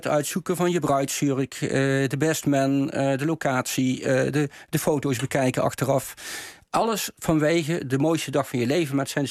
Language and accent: Dutch; Maastricht, Limburg, Netherlands; Ik kom zelf van Maastricht af, dus echt een Bourgondier.